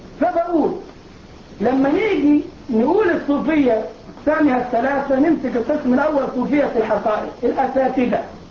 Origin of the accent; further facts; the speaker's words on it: Egypt; الجماعه اللي بيعملوا الموالد عندنا في مصر للاولياء حاسبين التواريخ مظبوط